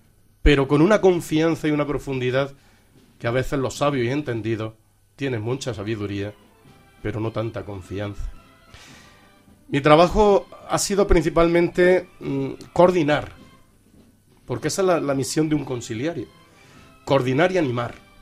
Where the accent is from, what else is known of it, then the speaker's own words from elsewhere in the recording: Porcuna, Andalusia, Spain; yo soy de Porcuna, pues en la parroquia del pueblo sí